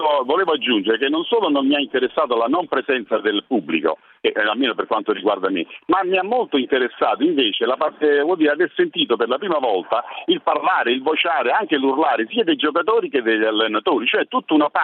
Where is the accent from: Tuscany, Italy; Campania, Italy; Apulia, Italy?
Campania, Italy; Naples; now in Rome, Italy; sono a Roma, però sono napoletano